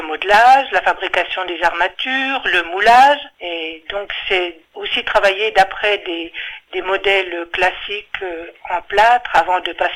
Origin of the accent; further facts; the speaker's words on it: Ronchamp, Bourgogne-Franche-Comté, France; born there; j'habite à Chalon-Villard, je suis née à Ronchamp